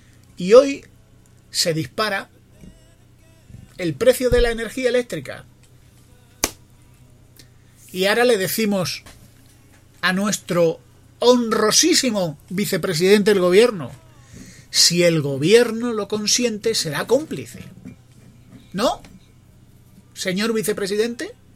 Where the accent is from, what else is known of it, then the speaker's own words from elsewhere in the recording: Spain; los catalanes son mis vecinos, mis compatriotas, y como españoles